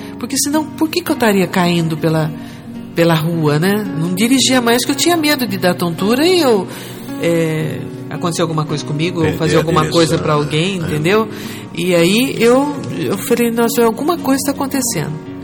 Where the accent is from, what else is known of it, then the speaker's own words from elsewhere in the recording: Jacareí, São Paulo, Brazil; Eu sou daqui de Jacareí, eu sou daqui do Vale mesmo.